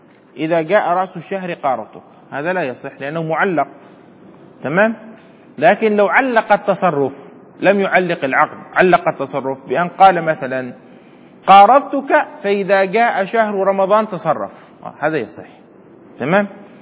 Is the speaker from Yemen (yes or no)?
yes; Yemen; يعني عندنا في اليمن على سبيل المثال نحن بجانب الصومال